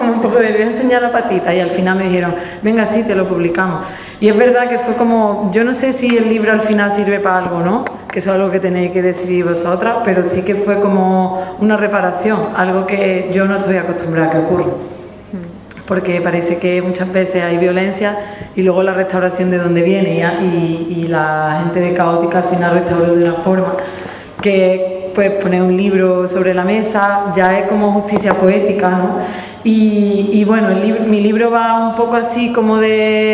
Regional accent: Andalusia, Spain; que yo soy blanca y que yo soy europea, pero que yo era andaluza, y no porque, ay, es que soy andaluza

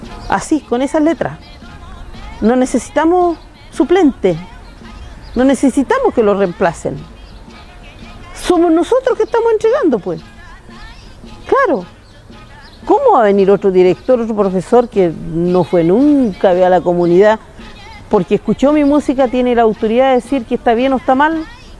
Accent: Lumaco, Araucanía, Chile; first language Mapudungun; Spanish is a second language; yo soy de Lumaco. Lumaco es lejos de aquí, la novena región, soy mapuche y canto, dice la gente que yo canto. El mapudungun es mi primera lengua

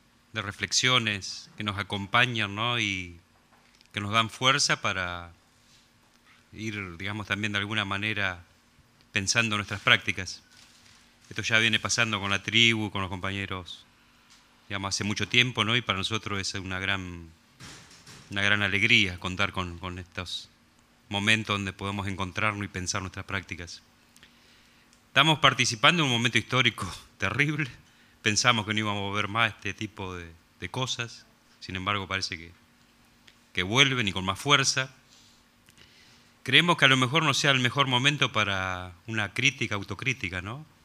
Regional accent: Argentina; como argentinos, argentinas, tenemos el derecho de hacerlo y pedir explicaciones

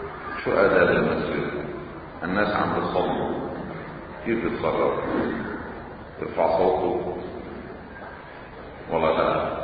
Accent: Lebanon; عندنا بلبنان بعض الأمور تتحول لصراعات دغري

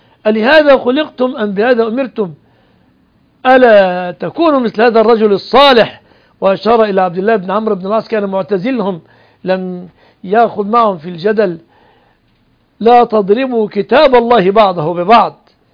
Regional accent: Egypt; المذيع لنشرة الأخبار مثلا عندنا في مصر كل كلامه باللغة العربية

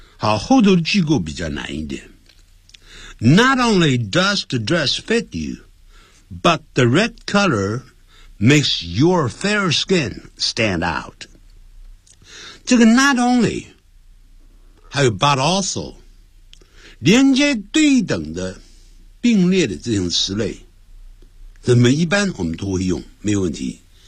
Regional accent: Nanjing, Jiangsu, China; 就有点像我们南京人讲怪怪隆地动啊

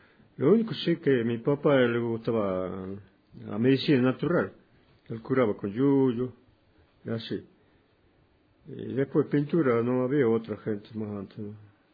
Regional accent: Cafayate, Salta, Argentina; born there; Yo nací aquí en Cafayate, Finca La Rosa, al lado del monte, allá abajo, en la punta de la Alameda, para allá, para el río Yacuchuya. Ahí nacido.

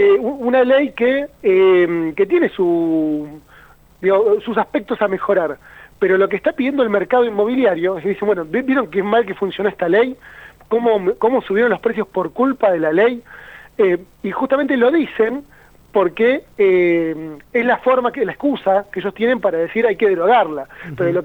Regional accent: Río Negro, Argentina; si bien yo soy de Río Negro, vivo en Bariloche

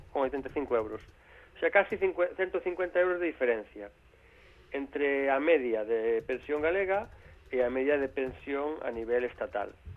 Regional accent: Galicia, Spain; Como autocrítica, como galego que son

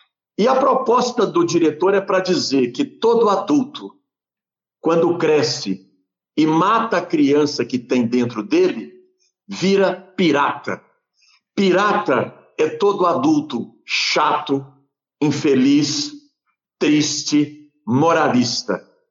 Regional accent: Pedro Leopoldo, Minas Gerais, Brazil; born there; eu nasci em Pedro Leopoldo, eu vim de uma família católica apostólica romana.

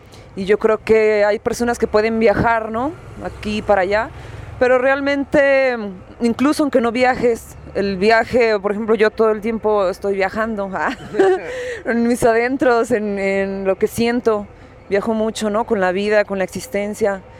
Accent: Guadalajara, Jalisco, Mexico; Pues bueno, yo vengo de la ciudad de Guadalajara, soy más viajera que nada.

